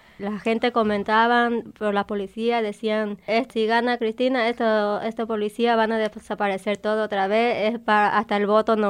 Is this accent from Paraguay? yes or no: yes; Paraguay; now in Argentina; Cuando yo llegué de Paraguay, llegué acá en la Villa 21-24, en la casa de mi primo.